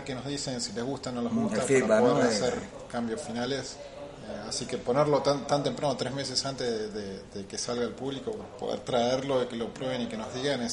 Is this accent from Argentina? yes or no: yes; Argentina; now in Canada; Soy argentino, pero vivo en Canadá.